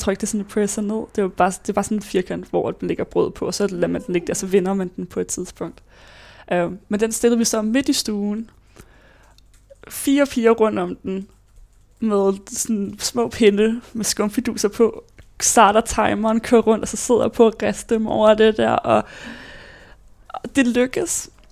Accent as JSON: {"language": "Danish", "town": "Ballerup", "region": "Capital Region of Denmark", "country": "Denmark", "tie": "born or raised there", "also_born_or_lived": "Johannesburg, South Africa", "said": "jeg var født i Johannesburg, Sydafrika, hvor jeg boede der i 3 år, indtil at mine forældre og søster og jeg flyttede tilbage til Danmark, hvor vi så boede i Ballerup, hvor jeg så har boet det meste af mit liv til efter gymnasiet"}